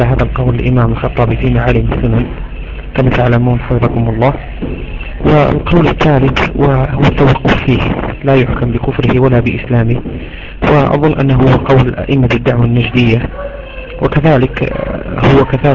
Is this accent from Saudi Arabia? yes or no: no; Morocco; نعيشه نحن هنا عندنا في المغرب